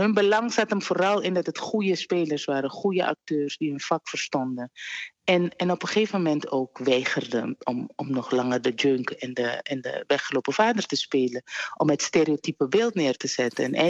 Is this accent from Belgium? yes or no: no; Suriname; Daar ging ik als kind in Suriname opgroeien.